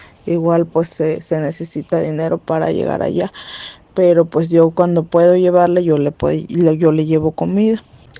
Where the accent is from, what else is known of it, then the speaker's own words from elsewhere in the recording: Loma de Bácum, Sonora, Mexico; les mando un saludo fraterno desde acá, desde mi pueblo de Loma de Bacum.